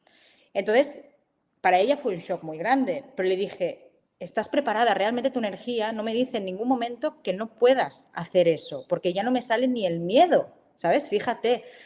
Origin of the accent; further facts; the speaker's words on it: Barcelona, Catalonia, Spain; ella vivía en Barcelona, porque yo soy de Barcelona